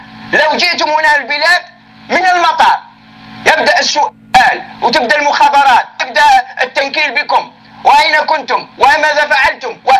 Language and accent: Arabic; Algeria; نحن شعب جزائري مسلم.